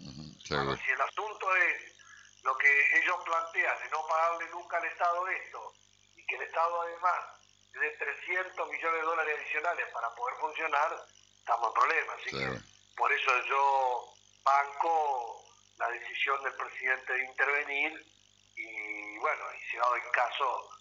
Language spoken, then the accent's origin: Spanish; Entre Ríos, Argentina; Nosotros somos de Entre Ríos, conocemos, estamos a 500 kilómetros, 600 kilómetros de Buenos Aires, según el caso.